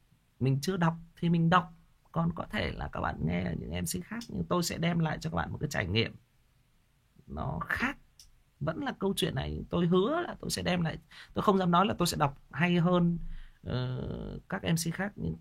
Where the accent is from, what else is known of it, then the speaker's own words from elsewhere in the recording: Northern Vietnam, Vietnam; Nói thật lòng là tôi là một người Bắc, nhưng mà tôi rất là thích cái cách sống nó, cái nếp sống nó.